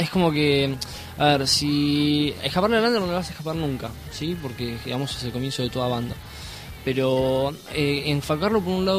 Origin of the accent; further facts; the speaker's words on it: Ituzaingó, Buenos Aires Province, Argentina; nosotros somos de Padua, de Ituzaingó.